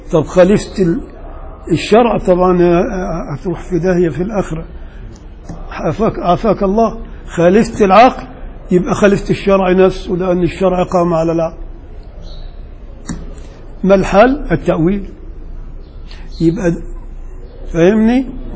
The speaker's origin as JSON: {"language": "Arabic", "region": "Upper Egypt", "country": "Egypt", "said": "انا راجل صعيدي وبغير على اللي هنا."}